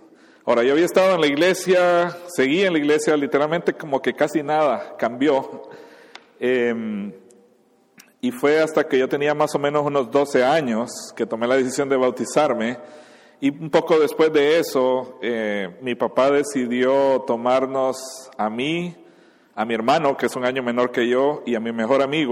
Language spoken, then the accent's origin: Spanish; Honduras; also born or lived in Guatemala; soy mitad hondureño, mitad guatemalteco. Mi mamá era de Guatemala, entonces crecí con las dos ciudadanías en los dos países, me identifico con las dos culturas, etcétera. Tuve el privilegio, la gran bendición de nacer en un hogar cristiano. Mi papá es pastor